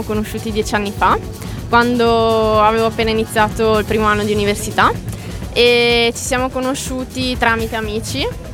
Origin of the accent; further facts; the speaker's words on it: Romano di Lombardia, Lombardy, Italy; No, Bergamo, Romano di Lombardia.